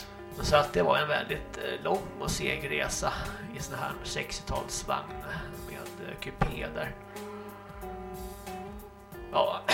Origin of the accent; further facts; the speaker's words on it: Stockholm, Stockholm County, Sweden; jag hade faktiskt samma typ av lok hemma i Stockholm på Södermalm